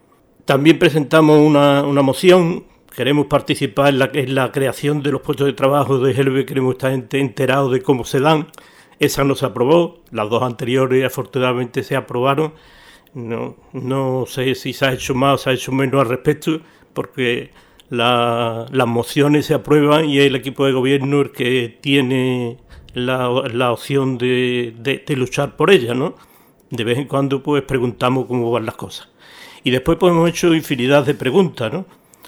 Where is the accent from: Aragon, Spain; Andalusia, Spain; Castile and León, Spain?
Andalusia, Spain; Coria del Río; Yo ya en mis tiempos, yo soy de Coria